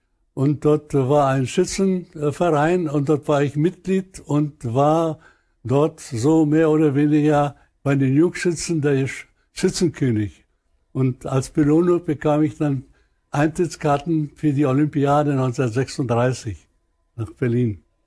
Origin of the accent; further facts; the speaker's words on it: Upper Silesia, Poland; ich komme aus der Gegend von Obern, aus Oberschlesien.